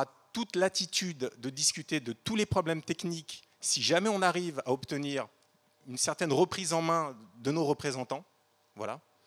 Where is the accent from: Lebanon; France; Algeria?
France; Lannion, Brittany; Je viens de Lannion, Bretagne, Côte d'Armor.